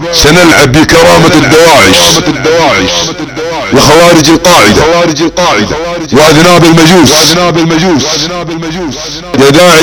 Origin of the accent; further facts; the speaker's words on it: Saudi Arabia; يا اخي انا سعودي لي كرامه